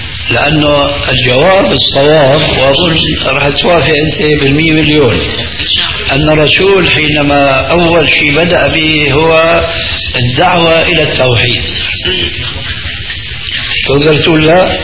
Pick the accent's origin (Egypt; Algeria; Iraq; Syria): Syria; انا باعتباري سوري يعني اخذت علوة من سوريا لكنها طيبة غير مضرة